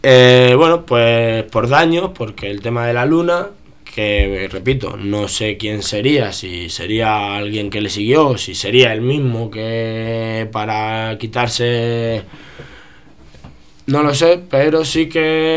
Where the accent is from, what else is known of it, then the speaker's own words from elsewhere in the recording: Getafe, Community of Madrid, Spain; Yo soy de Getafe y con amigos de allí